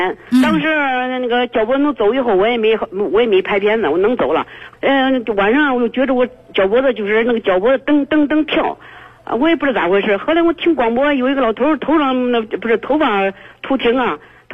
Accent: Handan, Hebei, China; 我今年我是邯郸的

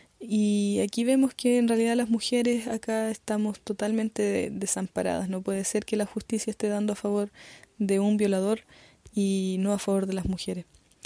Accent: Temuco, Araucanía, Chile; soy de acá de Temuco

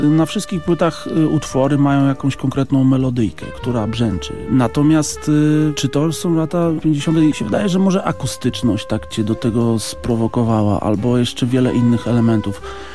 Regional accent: Elbląg, Warmian-Masurian Voivodeship, Poland; Jeszcze to w Elblągu, bo pochodzę z tamtych okolic.

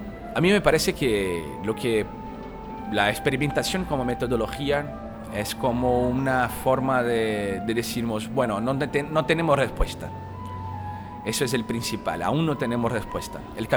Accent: Brazil; Spanish is a second language; de Brasil

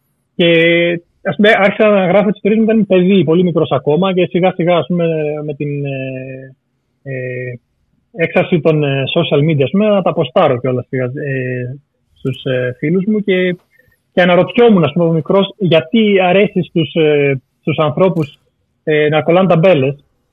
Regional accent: Greece; Γιατί μεγάλωσα, ας πούμε, στην Ελλάδα με ένα ξενικό όνομα

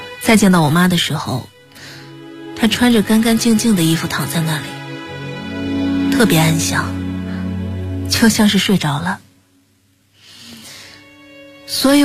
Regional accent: Wuxi, Jiangsu, China; 啊，在无锡。我小时候住的那个地方叫蜻蜓帮，因为那里夏天有很多很多的蜻蜓

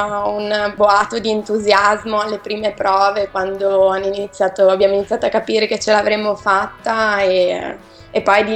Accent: Recco, Liguria, Italy; now in Milan, Italy; Vengo da Recco, però mi sono trasferita qua per studiare e poi per lavorare in futuro.

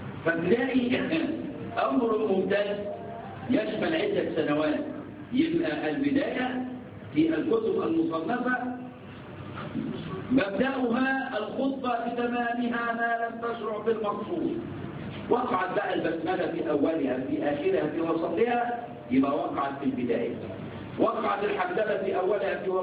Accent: Egypt; عندنا في مصر كلية الهندسة، كلية الهندسة خمسة أعوام

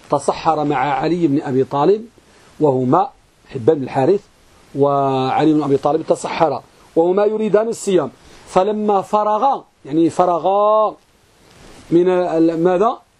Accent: Morocco; ولا سيما أخص بلادنا المغرب

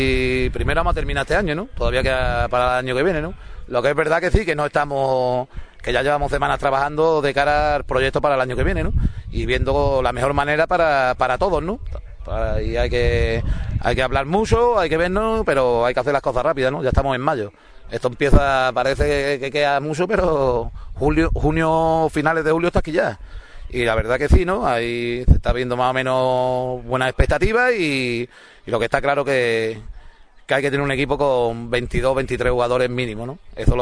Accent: Ubrique, Andalusia, Spain; todos los que jugamos somos 16 jugadores de Ubrique

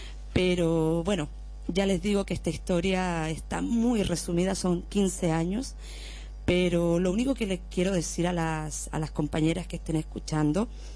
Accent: Chile; moved away; Y siempre, siempre, desde que salí de Chile, con la idea de legalizarme para poder viajar

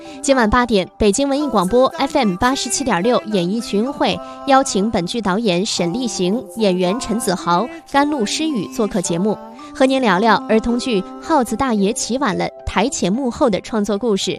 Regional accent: Shijiazhuang, Hebei, China; 那咱俩算是半个老乡啊。我是河北石家庄。

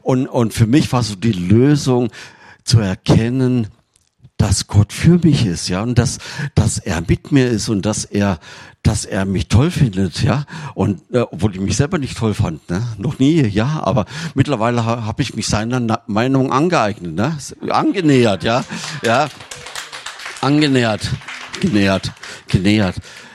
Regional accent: Thuringia, Germany; wir kommen ja aus Thüringen, wir hatten damals noch kein Telefon und ich war in Tübingen

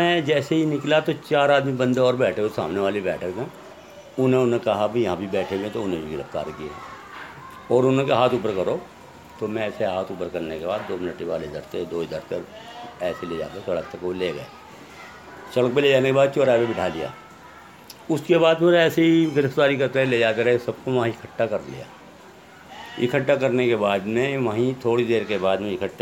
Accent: Hashimpura, Uttar Pradesh, India; میں ہاشم پورہ کے رہنے والا ہوں، میرا بچپن ابھی یہیں کا ہے

